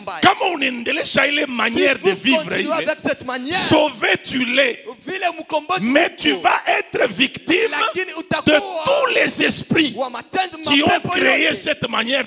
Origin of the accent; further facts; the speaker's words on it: Kasaï, DR Congo; Toi et moi, nous venons de Kasai, de Kandembo, de Congo.